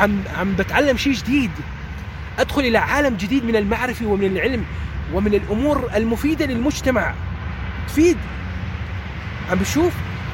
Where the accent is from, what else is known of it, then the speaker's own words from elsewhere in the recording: Iraq; مو فقط مو لأني لكوني أنا عراقي،